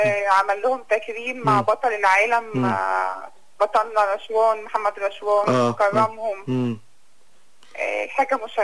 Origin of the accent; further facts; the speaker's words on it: Egypt; لا لسه ما نزلش عندنا في مصر، لسه ما طبقش